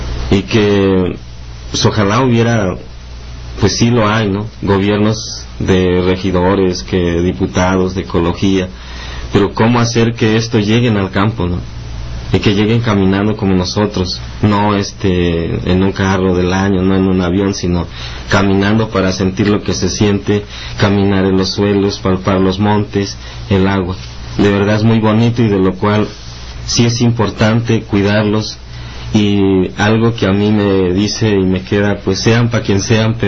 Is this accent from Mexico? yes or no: yes; Chilapa, Guerrero, Mexico; vengo del municipio de Chilapa, una comunidad que se llama El Jagüey, desde el corazón de la montaña baja.